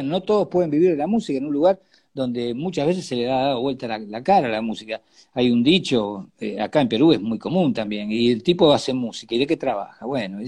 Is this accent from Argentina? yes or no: yes; Argentina; porque todos somos argentinos, ¿no?